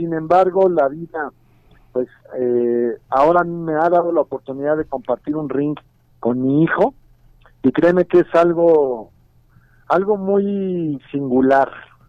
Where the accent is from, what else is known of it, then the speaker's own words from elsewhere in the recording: Mexico; nos debemos de sentir orgullosos como mexicanos